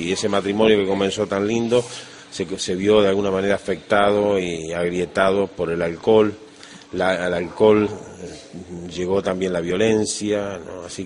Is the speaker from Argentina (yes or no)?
yes; Argentina; born there; Yo nací en Argentina, pero tengo sangre, mi padre era paraguayo